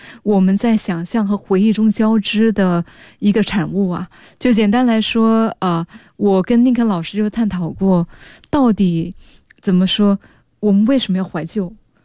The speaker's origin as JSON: {"language": "Chinese", "country": "Singapore", "said": "我是新加坡人啊"}